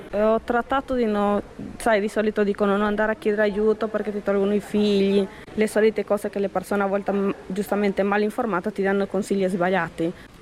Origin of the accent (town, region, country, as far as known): Bolivia; Italian is a second language; now in Italy